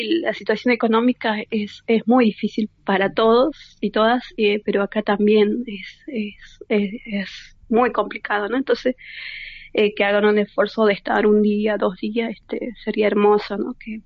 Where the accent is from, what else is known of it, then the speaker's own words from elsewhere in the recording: Jujuy, Argentina; acá con nuestra característica, ¿no? Creo que somos jujeña y queremos darle toda la importancia de la territorialidad.